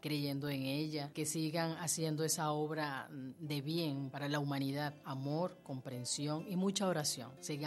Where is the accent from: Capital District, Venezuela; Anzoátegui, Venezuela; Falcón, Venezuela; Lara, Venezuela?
Anzoátegui, Venezuela; Barcelona; soy de Barcelona, estado Anzoátegui.